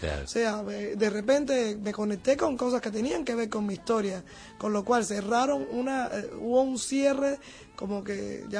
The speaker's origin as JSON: {"language": "Spanish", "country": "Cuba", "said": "todas esas fuentes formaron también parte de nuestra cultura y nuestra esencia como identidad cubana"}